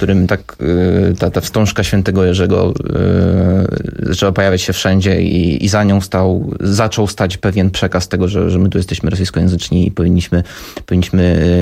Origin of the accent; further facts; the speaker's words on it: Luhansk Oblast, Ukraine; No ja pochodzę akurat z obwodu ługańskiego.